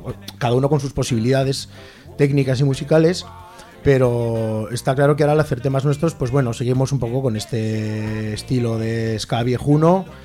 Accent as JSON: {"language": "Spanish", "region": "Aragon", "country": "Spain", "said": "nosotros no somos del espacio exterior, somos de la Ribera del Ebro"}